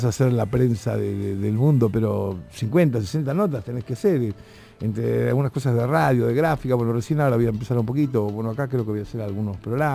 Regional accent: Rosario, Santa Fe, Argentina; Yo a los 10 años, en Rosario, de donde soy

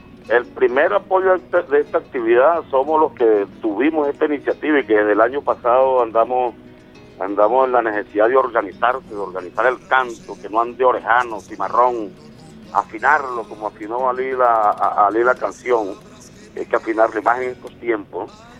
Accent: Venezuela; marchemos como patriota, como venezolano

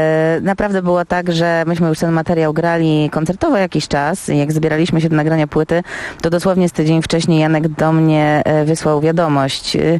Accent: Warsaw, Masovian Voivodeship, Poland; zawsze granie w Warszawie, w związku z tym, że jestem rdzenną warszawianką

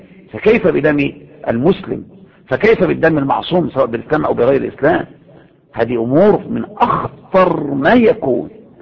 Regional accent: Egypt; يعني هو تفكر ان المظاهرات اللي عندنا في مصر دي مظاهرات سلميه؟

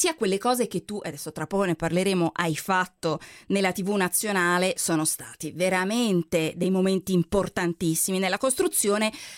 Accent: Lombardy, Italy; Io che sono lombarda

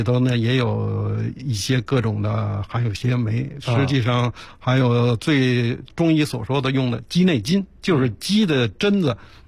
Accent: Beijing, China; 对冬天咱们北京人最常吃的涮羊肉

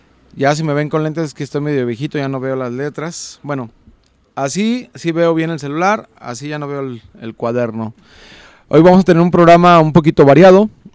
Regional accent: Mexico; un saludo por cierto a toda la gente de San Antonio Juanacaxle, mi tierra querida, mi rancho.

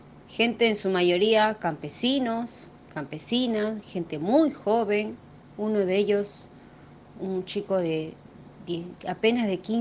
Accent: Peru; now in Buenos Aires, Argentina; peruana residente acá en Buenos Aires, Argentina, hace un poco de 8 años.

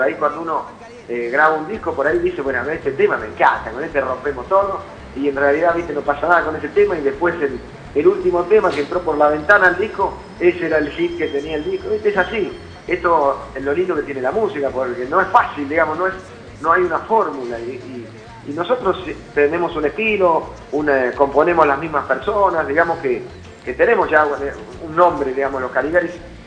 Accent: Córdoba, Argentina; nosotros somos de aquí de Córdoba y el cuarteto lo escuchamos desde el comienzo, cuando vas a una fiesta de 15 acá

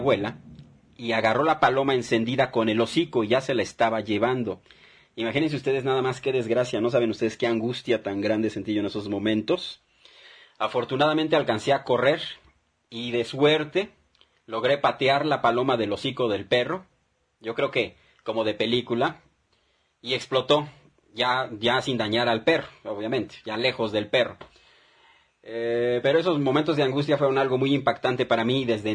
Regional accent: Mexico; Somos ciudadanos mexicanos, yo creo que eso no tiene por qué dividirnos

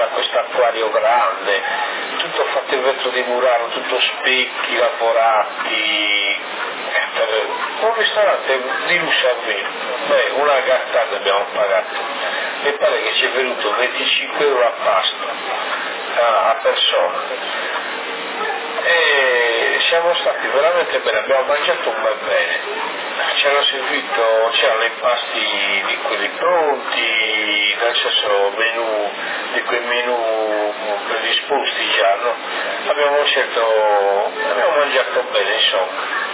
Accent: Sardinia, Italy; mi ha detto ma tu sei sardo? E ho detto sì.

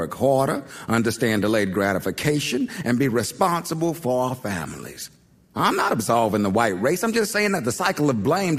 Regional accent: Wilmington, Delaware, United States; I grew up in Wilmington on Rosemont Avenue, went to MLK Elementary, DuPont Middle School, and Howard High.

